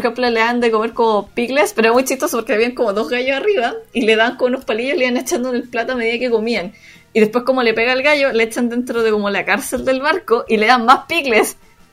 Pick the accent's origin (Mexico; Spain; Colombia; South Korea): South Korea; soy coreana, todos lo hacemos picle también